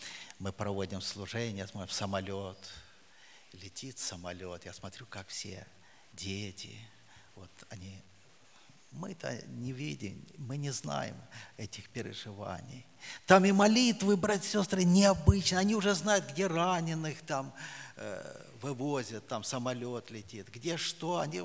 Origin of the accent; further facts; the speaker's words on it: Siberia, Russia; Я говорю: да, Сибири.